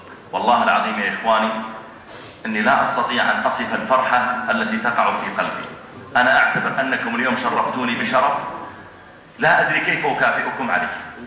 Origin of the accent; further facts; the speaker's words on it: Saudi Arabia; وهو من الدعاة عندنا في السعودية